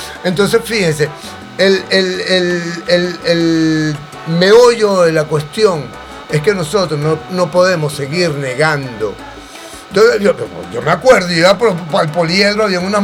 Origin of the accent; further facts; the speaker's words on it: Caracas, Capital District, Venezuela; yo soy de Casalta, pero yo soy de la segunda calle de Propatria